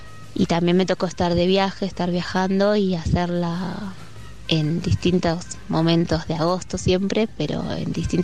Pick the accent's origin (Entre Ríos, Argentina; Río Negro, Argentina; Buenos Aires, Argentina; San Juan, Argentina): Buenos Aires, Argentina; Yo particularmente, que no soy de acá, soy de Buenos Aires, pero vivo acá hace años